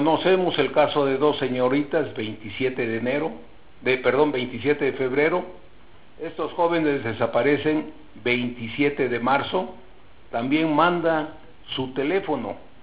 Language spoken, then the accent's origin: Spanish; Nuevo León, Mexico; now in Mexico City, Mexico; Nuestros casos somos nuevos porque venimos de Nuevo León. O sea, radicamos nosotros en la Ciudad de México.